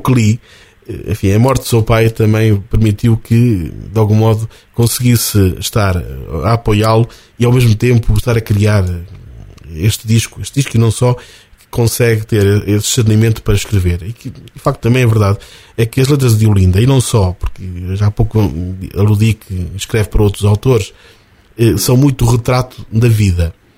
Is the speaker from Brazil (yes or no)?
no; Oliveira do Hospital, Coimbra, Portugal; Eu sou natural aqui da Oliveira do Hospital, sou um pouco mais velho.